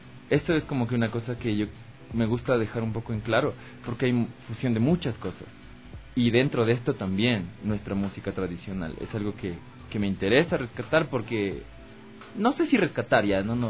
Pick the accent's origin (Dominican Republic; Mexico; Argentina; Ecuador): Ecuador; Tulcán, Carchi; now in Quito, Ecuador; yo soy de Tulcán, llegué acá a Quito a estudiar